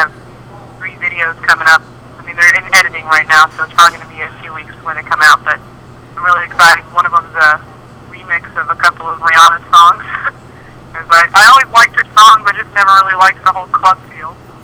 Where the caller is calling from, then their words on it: Austin, Texas, United States; Yes, I am calling you from Austin, Texas.